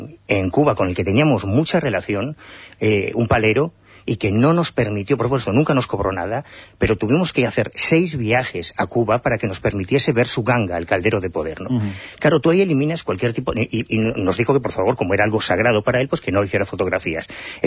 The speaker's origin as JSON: {"language": "Spanish", "region": "Galicia", "country": "Spain", "said": "Ya, pues yo no creo en ellos, soy gallego."}